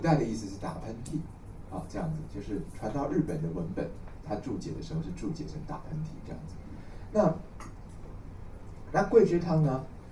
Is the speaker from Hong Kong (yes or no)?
no; Taiwan